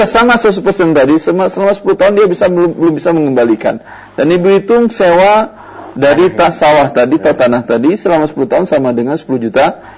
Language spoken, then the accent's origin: Indonesian; Padang, West Sumatra, Indonesia; saya juga orang Padang.